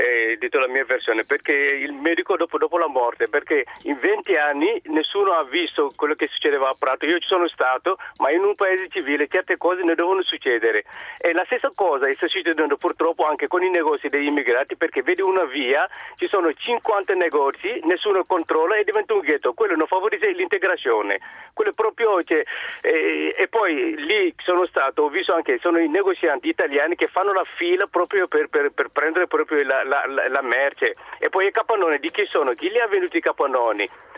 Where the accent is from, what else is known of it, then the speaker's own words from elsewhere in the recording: Senegal; now in Italy; Io sono originario del Senegal, sono 20 anni che sono in Italia.